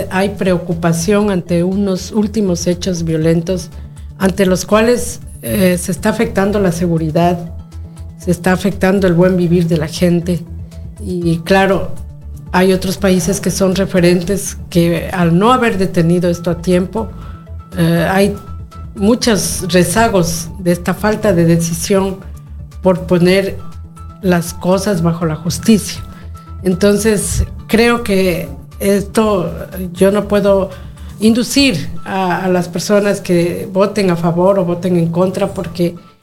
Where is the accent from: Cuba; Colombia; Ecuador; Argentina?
Ecuador; este es un tema de compromiso de nosotros como ecuatorianos.